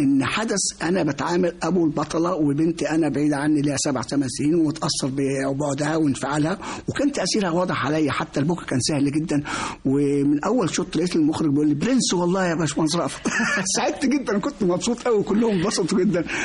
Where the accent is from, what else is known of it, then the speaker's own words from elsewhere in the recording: Minya, Minya Governorate, Egypt; في يوم من الأيام عندنا في المنيا